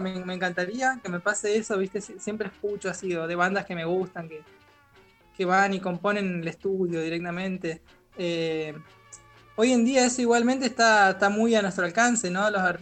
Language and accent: Spanish; Misiones, Argentina; había contado ahí el compa Juanba, que soy de Misiones, y es así, soy de Misiones y ahora estoy en Misiones